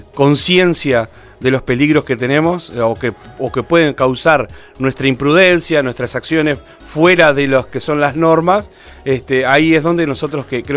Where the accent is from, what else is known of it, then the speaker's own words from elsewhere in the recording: Durazno, Uruguay; Somos todos de Durazno.